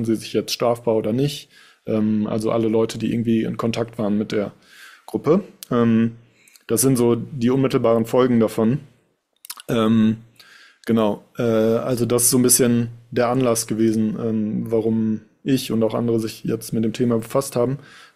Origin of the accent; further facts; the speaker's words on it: Duisburg, North Rhine-Westphalia, Germany; Wie gesagt, ich selbst bin aus Duisburg und habe das hier mitbekommen, wie es hier abgelaufen ist.